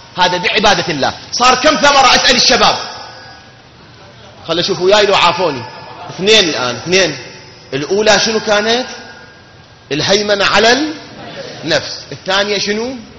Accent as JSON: {"language": "Arabic", "country": "Iraq", "said": "وهاي مشاكلنا إحنا كعراقيين"}